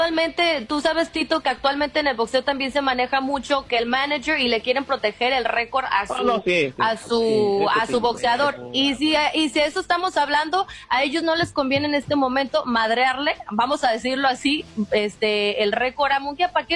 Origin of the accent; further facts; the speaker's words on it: Mexico; Eso como mexicana es lo que yo estoy diciendo